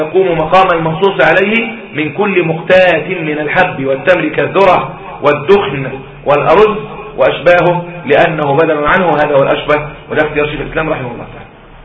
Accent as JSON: {"language": "Arabic", "country": "Egypt", "said": "مين بياكل التمر عندنا في مصر؟ التمر عندنا في مصر"}